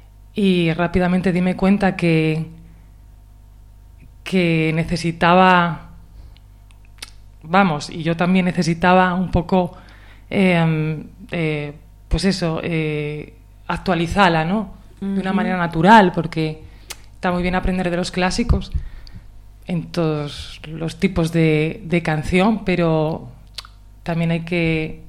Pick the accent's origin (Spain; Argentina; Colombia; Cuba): Spain; Asturias; que soy de Les Cuenques Mineres